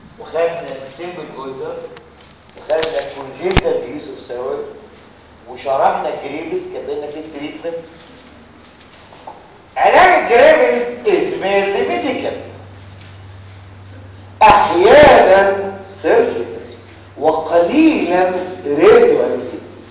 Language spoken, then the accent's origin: Arabic; Egypt; احنا عندنا في مصر مش موجود. اللي موجود في مصر هو نيوميركازول